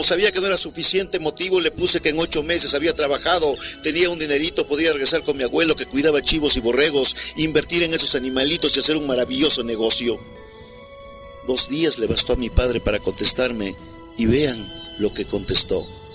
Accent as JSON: {"language": "Spanish", "town": "Santa María Yautepec", "region": "Oaxaca", "country": "Mexico", "tie": "born there", "said": "yo nací en Oaxaca, en un pueblo que se llama Santa María Catepec, Yautepec. Mis padres, maestros de profesión, 7 hermanos … segundo de ellos"}